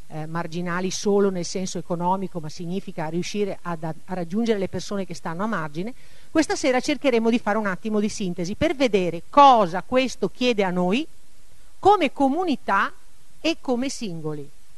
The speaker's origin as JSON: {"language": "Italian", "town": "Rossano Veneto", "region": "Veneto", "country": "Italy", "said": "mi sento a casa nel senso che sono di Rossano Veneto, alcuni di voi che vedo qui li conosco"}